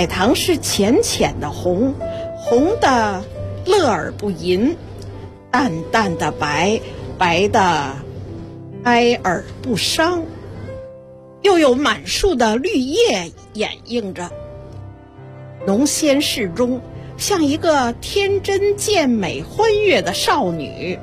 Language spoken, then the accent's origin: Chinese; Beijing, China; 从小生活在北京